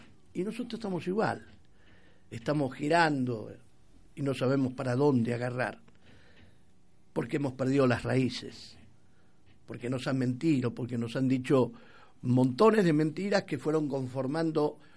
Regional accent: Argentina; Y como somos argentinos, estaba pensado para nosotros, los argentinos

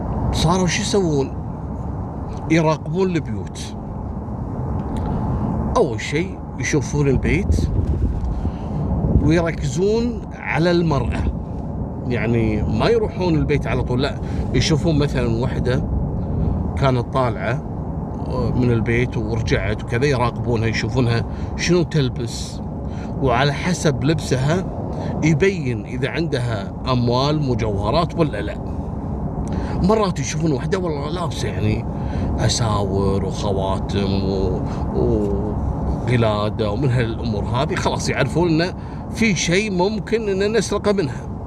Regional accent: Kuwait

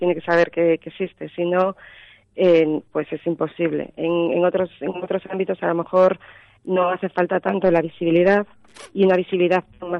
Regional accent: Cuntis, Galicia, Spain; born there; Sí, bueno, yo no, yo nací en Cuntis.

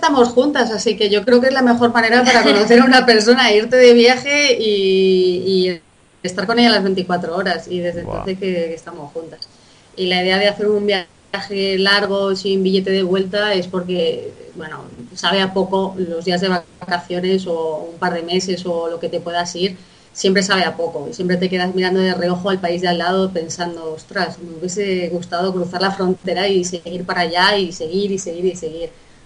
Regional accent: Alcalá de Henares, Community of Madrid, Spain; Soy madrileña de Alcalá de Henares

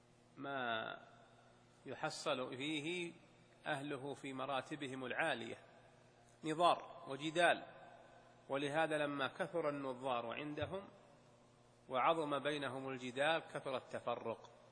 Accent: Al-Qassim, Saudi Arabia; وهذه حصلت عندنا في القصيم

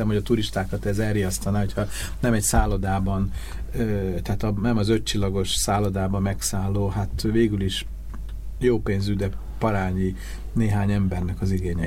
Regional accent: Budapest, Hungary; ott születtem, tehát nekem a Duna az egy természetes közelségű valami.

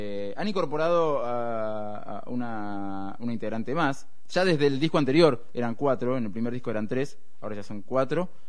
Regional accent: Buenos Aires, Argentina; si uno es catamarqueño y no pronuncia como un porteño culiao como somos nosotros.

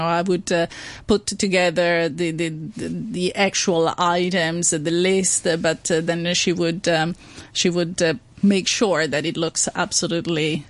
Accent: Italy; now in Hong Kong; I'm from Italy.

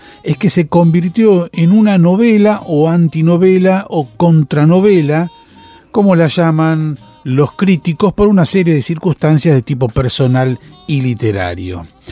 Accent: Argentina; moved away as an adult; now in Paris, France; cuando salí de Argentina para irme a vivir a París, a comienzos de la década de los 50

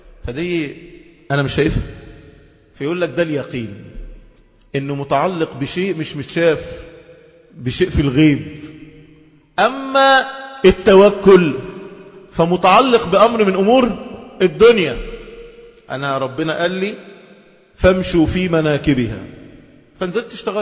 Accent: Egypt; ده احنا شرفنا كمصريين نسبتنا إلى هاجر أم إسماعيل.

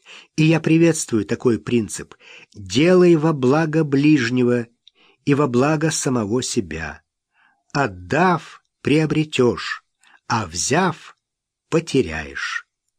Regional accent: Tsugol, Zabaykalsky Krai, Russia; Все детство мое прошло в Забайкалье, в Читинской области, в бурятском поселке Цугульский Дацан. Его еще называют для краткости Ц-Дацаном.

